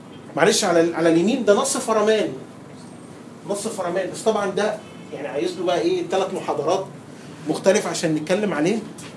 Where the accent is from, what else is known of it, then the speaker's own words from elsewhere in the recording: Egypt; عندنا في مصر